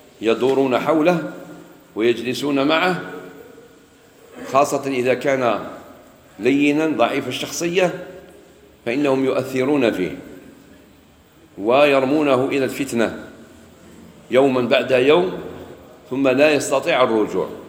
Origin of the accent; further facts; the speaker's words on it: Algeria; مش غير عندنا في الجزائر